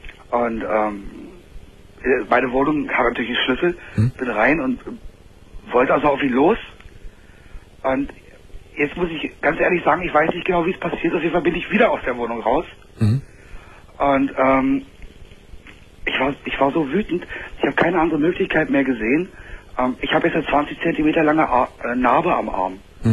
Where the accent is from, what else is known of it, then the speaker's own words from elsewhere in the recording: Berlin, Germany; ich bin in Berlin auf der Straße aufgewachsen.